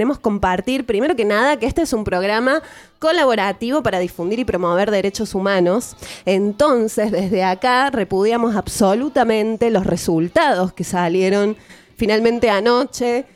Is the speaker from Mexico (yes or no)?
no; Argentina; esas coyunturas dramáticas que vivió uh-huh. la Argentina y que vivimos como argentinos.